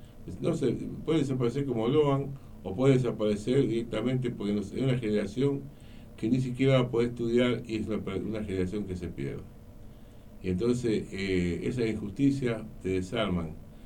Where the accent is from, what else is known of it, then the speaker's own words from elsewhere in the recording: Argentina; Espero que algún día nos reencontremos como argentinos